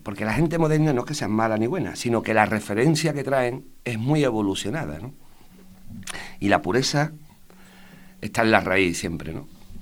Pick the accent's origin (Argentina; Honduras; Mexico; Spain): Spain; a nosotros los españoles, vamos a ser sinceros